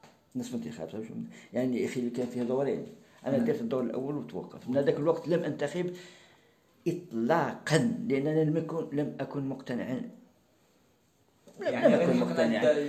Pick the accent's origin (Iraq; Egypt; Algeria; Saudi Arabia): Algeria; وعندنا في الجزائر وفي المغرب أيضا